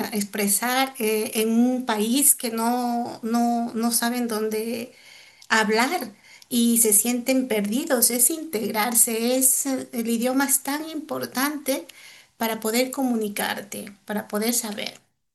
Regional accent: Ecuador; now in Spain; Soy ecuatoriana y vivo aquí en España 25 años, que es la le considero mi segunda patria.

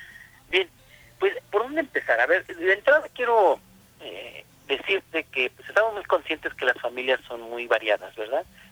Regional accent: Valle de Chalco, State of Mexico, Mexico; yo soy de aquí, de Valle de Chalco

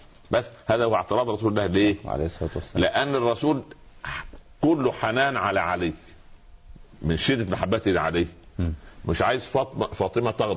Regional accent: Upper Egypt, Egypt; حتى عندنا في الصعيد اسمه سخل برضه.

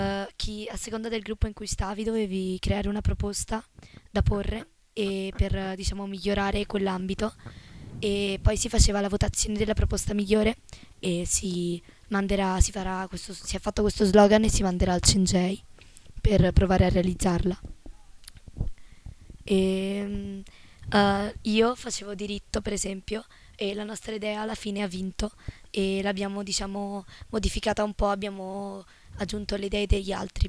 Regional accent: Fiumicino, Lazio, Italy; vengo da Roma, da Fiumicino, e ho perso il mio accento.

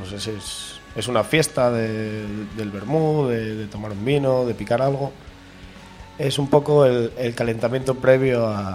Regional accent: Tineo, Asturias, Spain; No, soy de Tineo.

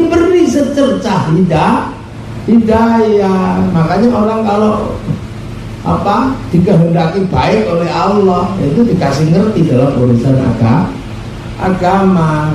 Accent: Yogyakarta, Special Region of Yogyakarta, Indonesia; Saya orang Jogja paham sekali di sana.

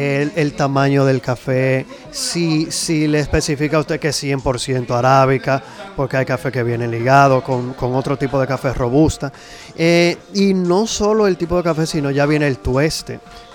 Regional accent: Dominican Republic; Creo, como todo dominicano

